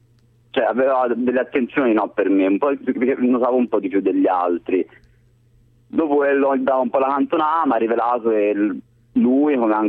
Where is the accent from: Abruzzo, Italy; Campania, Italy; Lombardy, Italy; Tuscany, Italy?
Tuscany, Italy; Florence; Scusa, sono di Firenze, scusa.